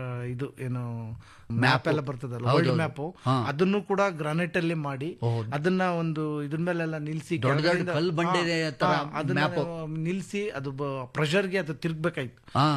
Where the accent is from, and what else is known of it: Yaliyur, Karnataka, India